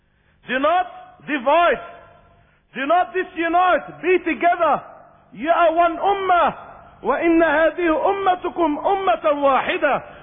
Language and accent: English; Australia; now in South Africa; Here you are in South Africa. I come from Australia, and many different brothers here.